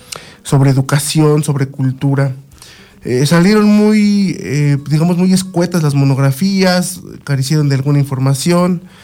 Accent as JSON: {"language": "Spanish", "town": "San Mateo Tepopula", "region": "State of Mexico", "country": "Mexico", "said": "vivo en San Mateo Tepopula. Además son los Tepopulas, ¿no? Ajá. Entonces cuando la gente me pregunta, ¿de dónde eres? De los Tepopulas."}